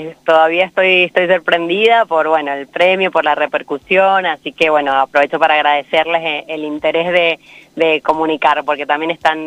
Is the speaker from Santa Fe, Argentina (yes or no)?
no; San Juan, Argentina; soy sanjuanina y viste que acá en San Juan se duerme mucho.